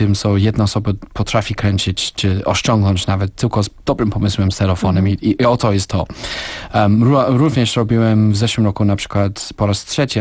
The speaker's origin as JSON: {"language": "Polish", "country": "United Kingdom", "second_language": "Polish", "lives_now": "Poland", "said": "byłem Brytyjczykiem, urodziłem się w wolnym kraju, który cieszył się z 1000 lat wolności, suwerenności i tak dalej."}